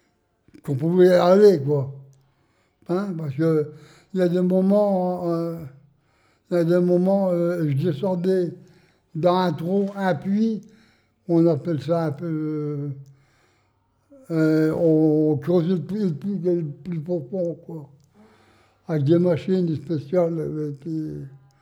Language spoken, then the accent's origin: French; Wingles, Hauts-de-France, France; born there; Ici, j'ai 96 ans. Non, je suis né à Vingles. À Vingles, oui.